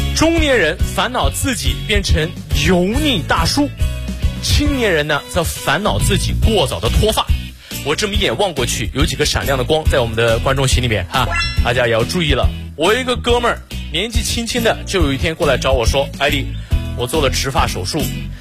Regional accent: Xinjiang, China; 我不是老外，我来自新疆，我是维吾尔族啊，就是和那个迪丽热巴特别火的民族。

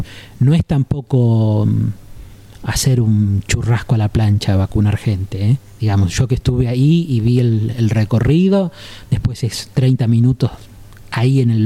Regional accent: Argentina; como los argentinos somos gritones, tampoco hay posibilidad de no escuchar

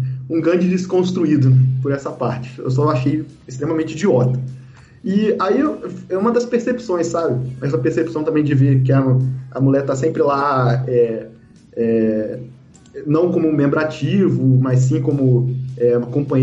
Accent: Vassouras, Rio de Janeiro, Brazil; eu sou de Vassouras, em Barra do Piraí

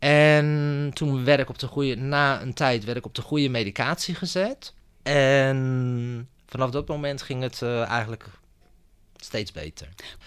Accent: Rotterdam, South Holland, Netherlands; Ik ben modeontwerper uit Rotterdam.

